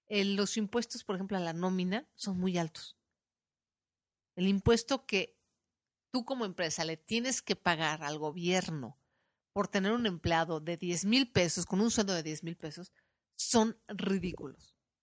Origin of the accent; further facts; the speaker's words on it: Mexico; por lo menos en mi país, en México